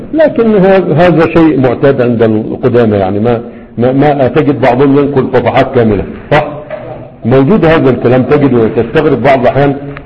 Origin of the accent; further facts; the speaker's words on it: Egypt; moved away as an adult; الروضة النبية المشهورة عندنا في مصر اللي كان معنا ودرسناه هناك